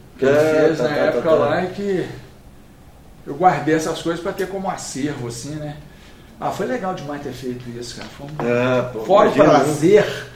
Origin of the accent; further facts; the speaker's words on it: Minas Gerais, Brazil; Eu, como mineiro, tenho o direito de falar.